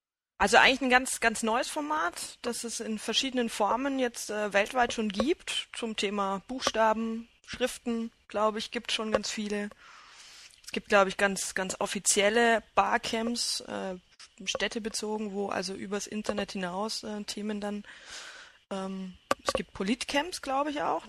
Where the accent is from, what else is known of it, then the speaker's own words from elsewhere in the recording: Bavaria, Germany; Also ich denke da jetzt gerade beispielsweise an die Heimatbistümer, wo ich herkomme